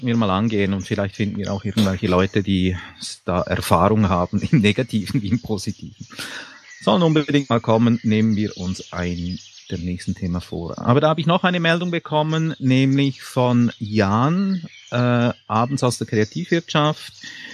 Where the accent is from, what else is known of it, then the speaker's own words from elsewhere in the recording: Switzerland; ich bin Schweizer, das sind Berge.